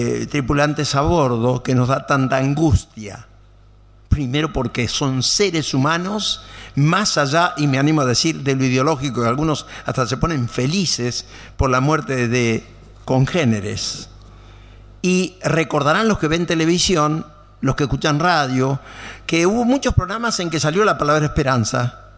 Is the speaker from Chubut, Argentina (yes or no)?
no; Buenos Aires, Argentina; Como saben, también soy porteño, me gusta el tango